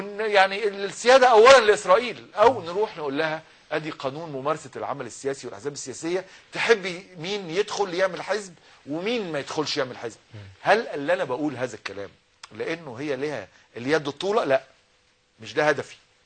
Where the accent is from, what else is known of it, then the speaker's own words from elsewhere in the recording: Egypt; واتعمل عندنا في مصر